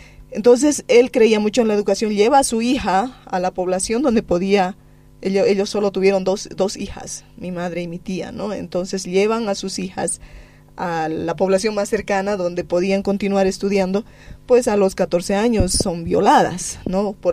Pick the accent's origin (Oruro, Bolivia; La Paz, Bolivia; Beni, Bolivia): La Paz, Bolivia; San José de Uchupiamona; mi pueblo, por eso se llama San José de Uchupiamona, ¿no?